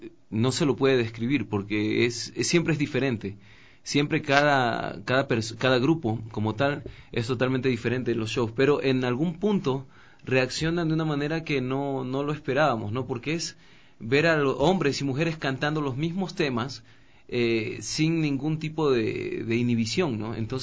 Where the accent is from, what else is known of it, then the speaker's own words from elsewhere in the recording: Pasaje, El Oro, Ecuador; now in Quito, Ecuador; Entonces vengo desde mi provincia. Yo soy de Pasaje de las Nieves, entonces ya venía trabajando con orquestas